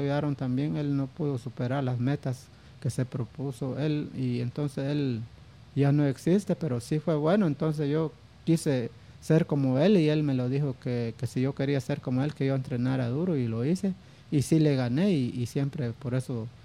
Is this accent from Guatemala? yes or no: yes; Petén, Guatemala; es un orgullo poder representar a mi pueblo y por qué no decir a Petén